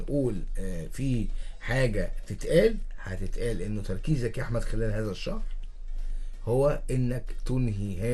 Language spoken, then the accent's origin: Arabic; Egypt; عندنا في مصر نجوم كتير جدا دخلوا الملعب وخرجوا الملعب.